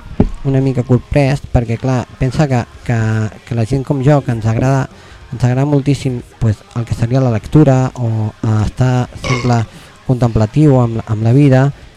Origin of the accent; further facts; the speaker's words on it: Barcelona, Catalonia, Spain; Soc de Gràcia.